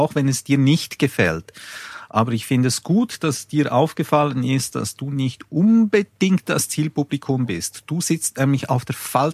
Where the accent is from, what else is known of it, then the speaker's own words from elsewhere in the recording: Switzerland; so bringst du mich ganz einfach zum Schweigen als Schweizer.